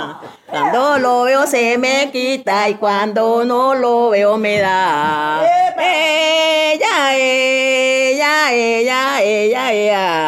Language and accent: Spanish; Timbiquí, Cauca, Colombia; yo soy de Timbiquí, también es pacífico, pero pertenece al departamento del Cauca.